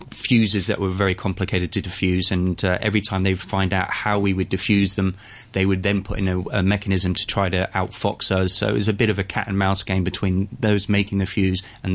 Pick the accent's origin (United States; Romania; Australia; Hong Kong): Hong Kong; I was born and raised here in Hong Kong